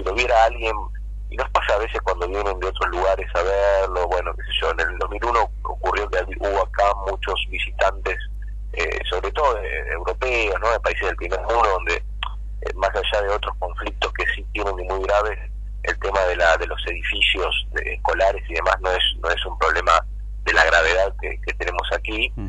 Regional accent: Merlo, Buenos Aires Province, Argentina; yo soy de Merlo, vivo muy cerca de ahí de Moreno, y tengo niños en edad escolar también

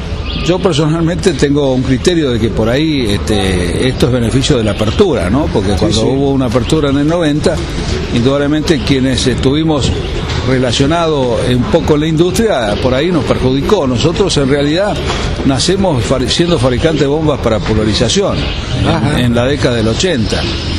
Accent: Marcos Juárez, Córdoba, Argentina; born there; Nosotros estamos en Marco Juárez, nacimos en Marco Juárez, provincia de Córdoba, ruta 9

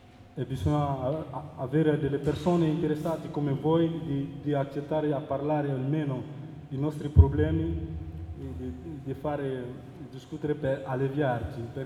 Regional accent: Mali; now in Modena, Italy; vengo dal Mali. Sono in Italia da 2 anni e 2 mesi

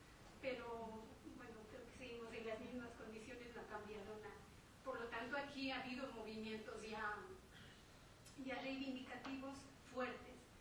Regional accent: Ecuador; now in Zaragoza, Spain; no es lo mismo luchar yo como ecuatoriana que luchar como una asociación de inmigrantes

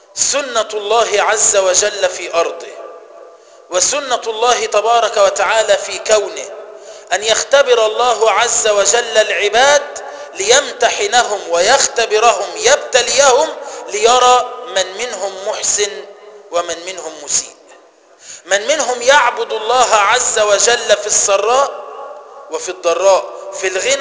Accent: Egypt; تسمى عندنا في مصر كفر الشيخ

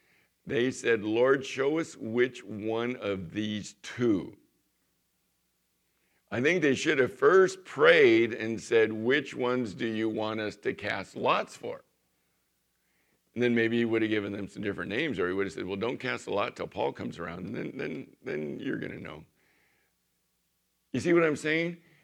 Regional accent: Chula Vista, California, United States; that I was this kid from the San Diego area in Chula Vista, and, you know, during the Vietnam era

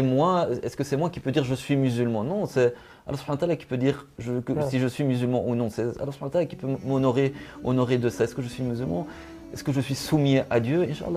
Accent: Belgium; Je suis belge, d'origine belge, j'ai 32 ans et toujours grandi, vécu en Belgique. Et je suis, alhamdoulilah, par la grâce de Allah subhanahu wa ta'ala, je suis rentré dans l'islam à l'âge de 19 ans en 2001.

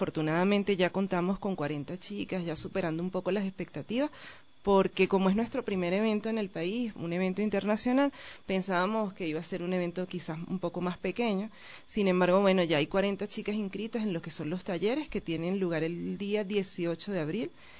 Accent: Venezuela; now in Ecuador; Nosotros, yo soy venezolana. En mi país ya había organizado varios encuentros de danza oriental y bueno, ya tengo 3 años aquí en el país

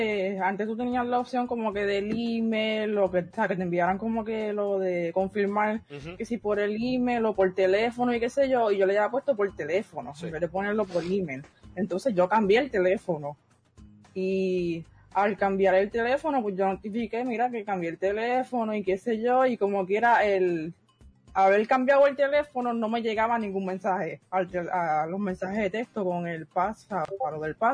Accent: Puerto Rico; aparte que va a saber que soy de Puerto Rico

